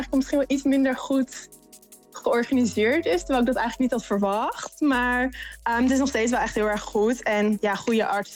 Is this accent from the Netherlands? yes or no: yes; Netherlands; accent: Dutch; Dutch is a second language; En mijn accent in het Engels is natuurlijk heel erg Nederlands.